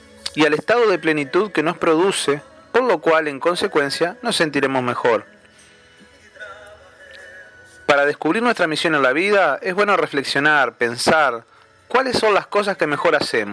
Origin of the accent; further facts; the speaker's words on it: Uruguay; En mi país, Uruguay, por ejemplo, hay grandes extensiones de tierra que se pierden en el horizonte.